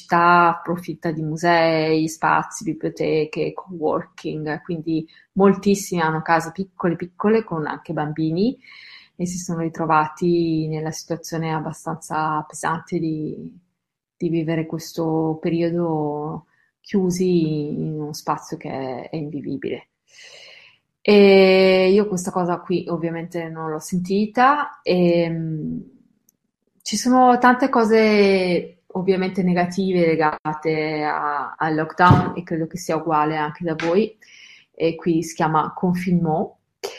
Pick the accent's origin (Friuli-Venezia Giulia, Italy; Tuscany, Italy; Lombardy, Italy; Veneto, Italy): Lombardy, Italy; sono lombarda, ho studiato a Bergamo